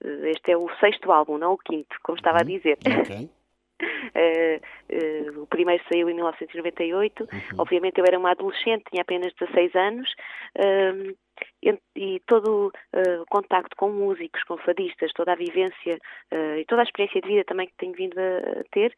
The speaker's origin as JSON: {"language": "Portuguese", "region": "Santarém", "country": "Portugal", "said": "E eu, como sou ribatejana, nasci em Santarém"}